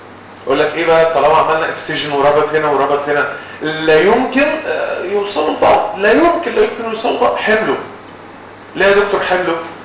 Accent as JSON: {"language": "Arabic", "country": "Egypt", "said": "امال احنا بنعمل ايه عندنا في مصر؟"}